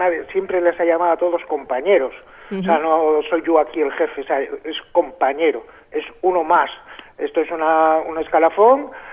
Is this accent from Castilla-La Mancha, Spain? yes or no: no; Santander, Cantabria, Spain; yo pues soy de Santander